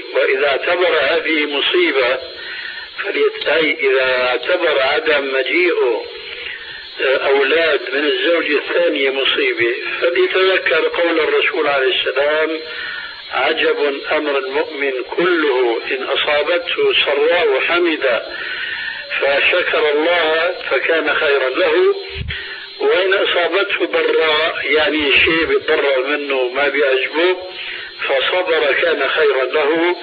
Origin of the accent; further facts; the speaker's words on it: Syria; هي كما يقولوا عندنا في سوريا